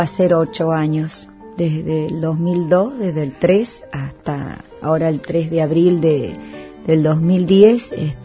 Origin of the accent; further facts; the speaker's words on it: Bella Vista, Tucumán, Argentina; born there; del pueblo donde yo nací, que es a 20 kilómetros de la capital de Tucumán, que se llama Bellavista.